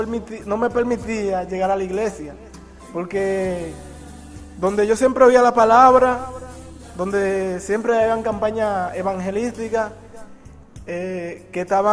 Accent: Barahona, Dominican Republic; llegué al sitio donde iba, de Barahona, que es mi sitio, mi tierra natal, hasta Samaná.

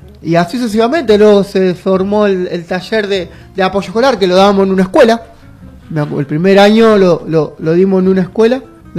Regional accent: Alto Verde, Santa Fe, Argentina; Nosotros somos de Alto Verde.

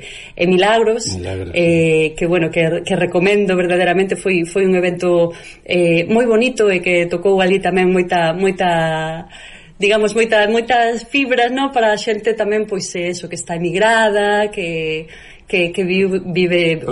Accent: Galicia, Spain; Esa idea de como somos os galegos, non?

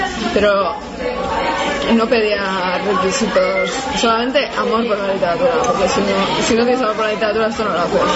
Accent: Bilbao, Basque Country, Spain; como soy de Bilbao, pues voy a hacer una revista de literatura.

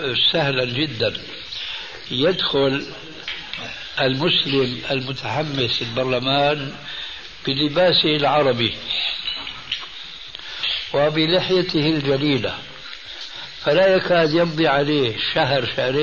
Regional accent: Syria; كما يقولون عندنا في الشام

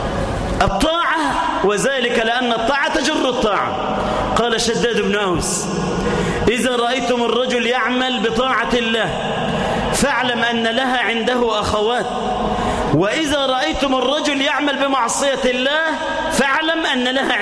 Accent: Egypt; اجعل بلدنا مصر سخاء رخاء، آمنة مطمئنة

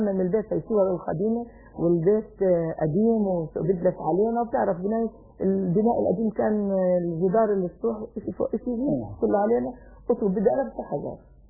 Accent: Jerusalem, Palestine; بالبلد القديمة قرب المسجد الأقصى، ولكن كنت أخرج من الباب على الأقصى مباشرة. ترعرعنا في هذا المكان، تربينا بهذا المكان، لهينا بهذا المكان، تعبدنا في هذا المكان.

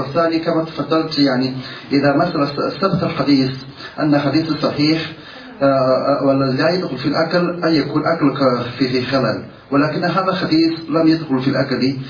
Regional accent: China; Arabic is a second language; أنا من الصين،

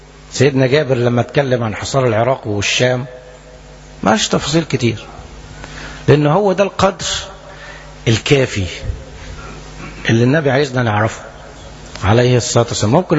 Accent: Egypt; انا اتكلم عن بلدنا مصر

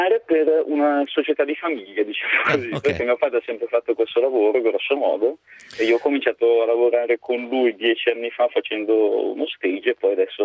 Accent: Como, Lombardy, Italy; Per me che sono di Como sì, esistono, sono anche abbastanza importanti.

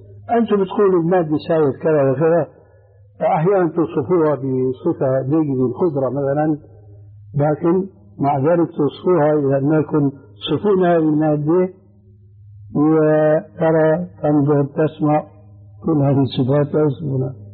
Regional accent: Syria; كما يقولون عندنا في الشام أدحاله.

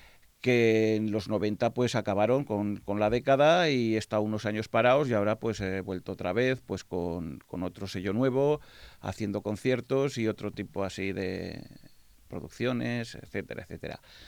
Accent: Zaragoza, Aragon, Spain; Pues no, soy de Torrero.

